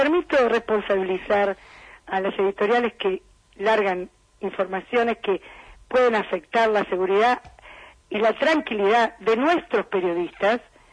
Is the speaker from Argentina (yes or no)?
yes; Argentina; esto se lo dice una editora como colega y como ciudadana argentina